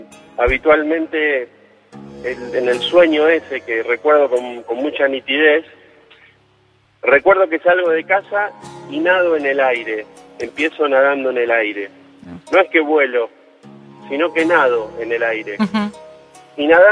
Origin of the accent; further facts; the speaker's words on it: Buenos Aires, Argentina; De Capital.